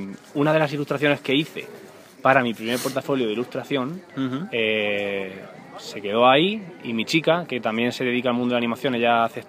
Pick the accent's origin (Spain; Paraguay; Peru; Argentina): Spain; Caravaca, Region of Murcia; Volví en las vacaciones de Navidad a Murcia, a Caravaca, que es mi pueblo, y dije, tengo que rodar algo.